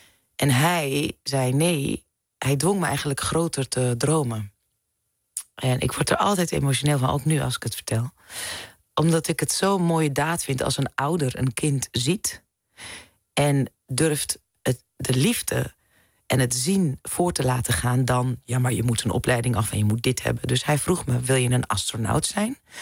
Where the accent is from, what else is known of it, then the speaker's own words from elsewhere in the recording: Amsterdam, North Holland, Netherlands; also born or lived in Zaandam; Als vrouw van kleur die een artiest is, geboren en getogen in Amsterdam en Zaandam.